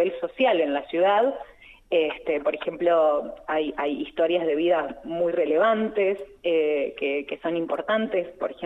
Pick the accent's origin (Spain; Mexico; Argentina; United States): Argentina; Buenos Aires; desde la ciudad cabecera hasta el último pueblo, desde el de donde yo vengo, hay 110 kilómetros de diferencia.